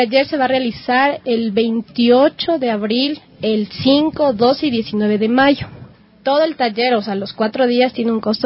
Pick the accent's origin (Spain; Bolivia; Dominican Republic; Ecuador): Ecuador; nos une en la parte cultural como ecuatorianos